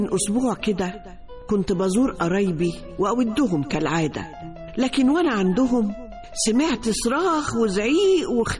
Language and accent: Arabic; Egypt; ورباط البيوت عندنا في مصر يعني